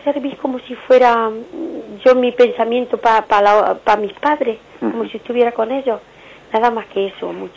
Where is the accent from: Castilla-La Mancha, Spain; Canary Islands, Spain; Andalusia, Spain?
Andalusia, Spain; Yo no tengo aquí en este cementerio a nadie, porque yo soy de Andalucía y yo tengo mis padres enterrados allí.